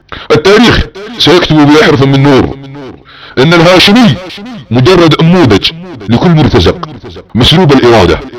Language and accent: Arabic; Saudi Arabia; يحارب بلادنا السعودية